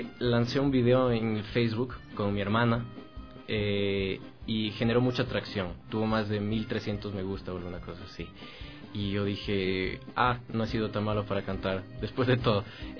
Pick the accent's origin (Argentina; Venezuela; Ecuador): Ecuador; intentar crecer como artista ecuatoriano dentro del territorio nacional